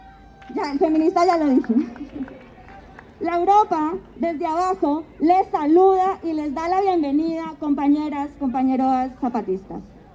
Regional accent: Colombia; Como decimos en mi tierra Colombia, aprender caminando, fortalecer puentes y, en definitiva, tejer sueños en esta tierra insumisa.

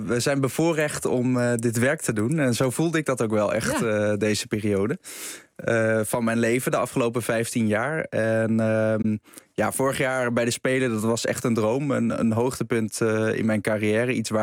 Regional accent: Naarden, North Holland, Netherlands; Ik ben opgegroeid in Naarden.

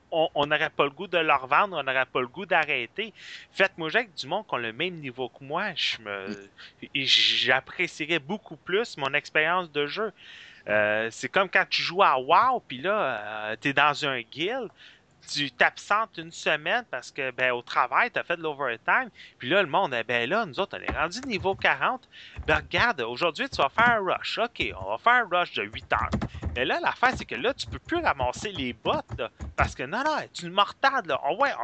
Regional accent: Quebec, Canada; Je suis un petit Québécois qui adore ce jeu-là

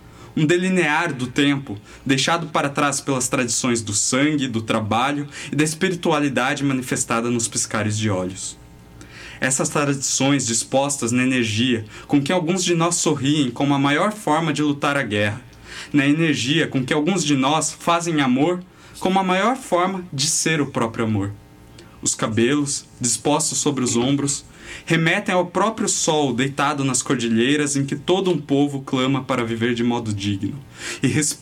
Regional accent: Sorocaba, São Paulo, Brazil; que eu sou de Sorocaba

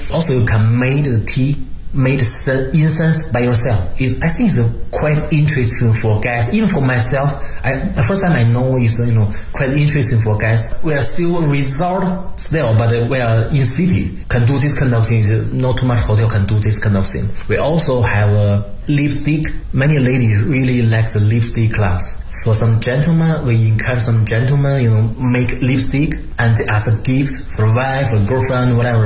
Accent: Beijing, China; I'm from Beijing, I know Beijing a lot.

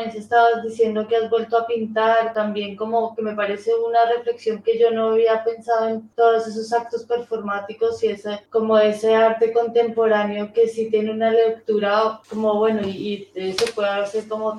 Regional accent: Colombia; now in Bilbao, Spain; Yo llevo poco en Bilbao, soy colombiana.

